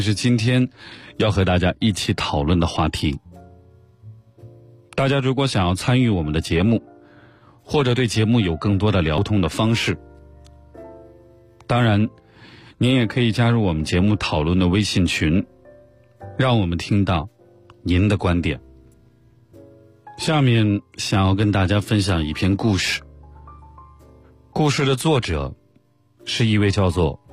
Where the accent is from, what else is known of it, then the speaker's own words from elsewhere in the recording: Northeast China, China; 我很少喝酒，作为一个东北人，在外面我跟别人说自己不会喝酒